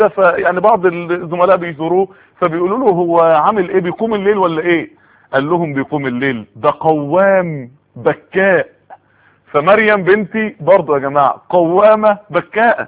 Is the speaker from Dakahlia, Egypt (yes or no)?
yes; Mansoura, Dakahlia, Egypt; في بعض الناس يعني عندنا في المنصورة قالوا لي